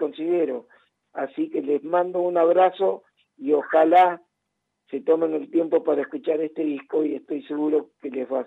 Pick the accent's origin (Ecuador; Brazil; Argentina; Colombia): Argentina; also born or lived in Peru; yo siendo peruano argentino, porque estoy criado acá desde chiquito hasta los 16 años, y a partir de ahí idas y vueltas a Perú y Argentina, sentirme de los dos lugares es un orgullo para mí muy grande